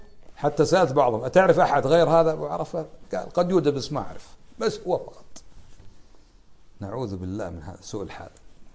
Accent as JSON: {"language": "Arabic", "country": "Kuwait", "said": "في بلادنا الكويت لا تباع الخمور"}